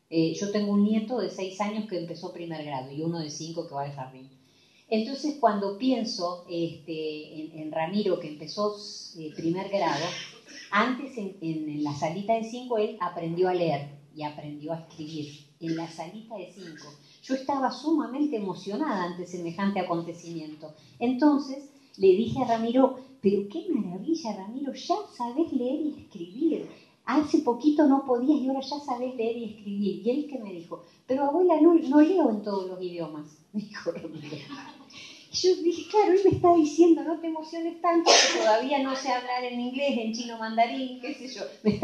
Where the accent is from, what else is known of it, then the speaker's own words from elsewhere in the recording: Choele Choel, Río Negro, Argentina; Todos saben que yo soy de Choelechuel, soy del Valle Medio.